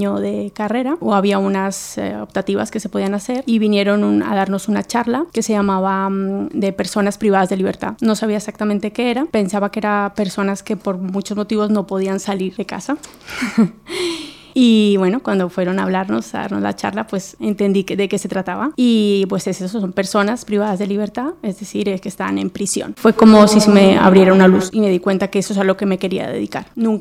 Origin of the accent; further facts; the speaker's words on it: Colombia; moved away as an adult; also born or lived in Palencia; now in Spain; Nací en Palencia, aquí en Castilla y León, pero desde un mes de nacida me fui a vivir a Colombia y allí me crié. Y bueno, después a los 18 años vine a estudiar